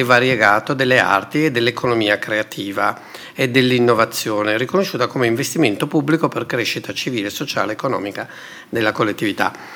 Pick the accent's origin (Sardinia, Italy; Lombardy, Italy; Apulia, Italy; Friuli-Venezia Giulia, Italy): Sardinia, Italy; born there; Io sono nato in Sardegna e la Sardegna è costantemente preda di spacciatori di passato, no?